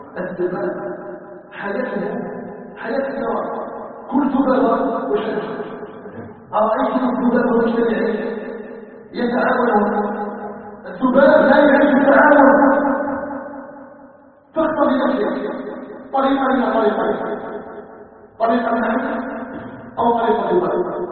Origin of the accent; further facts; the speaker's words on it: Algeria; أن يجعل بلدنا الجزائر بلداً آمناً مطمئناً